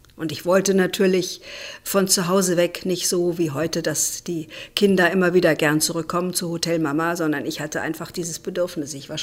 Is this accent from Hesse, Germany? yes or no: yes; Biedenkopf, Hesse, Germany; also born or lived in Siegen; Aufgewachsen bin ich im Hessischen, in der Nähe von Marburg, also in Biedenkopf, eine kleine Stadt, wo ich auch zur Schule gegangen bin und wo ich eine sehr behütete und schöne Kindheit hatte.